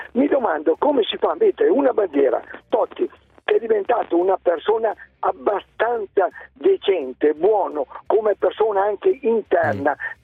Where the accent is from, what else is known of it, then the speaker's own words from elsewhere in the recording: Verona, Veneto, Italy; attenzione che sono di Verona, per cui mi piace